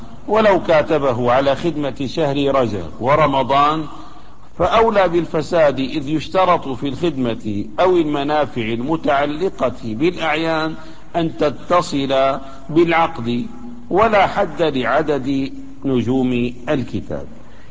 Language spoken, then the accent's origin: Arabic; Damascus, Damascus Governorate, Syria; مثلا عندنا في دمشق الآن موجود هذا البلوك الإسمنتي أو الفخاري